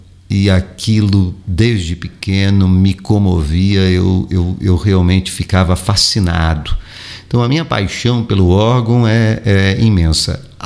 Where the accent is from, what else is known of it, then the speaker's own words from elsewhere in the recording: São Paulo, Brazil; Eu estudei em São Paulo, de onde sou, onde vivi a maior parte da minha vida, e estudei numa escola católica. Minha família é católica, não extremamente praticante